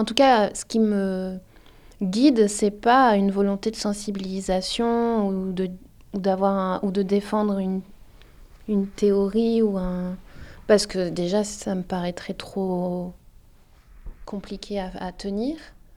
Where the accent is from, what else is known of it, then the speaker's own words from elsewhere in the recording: France; en tant que Française, en tant que blanche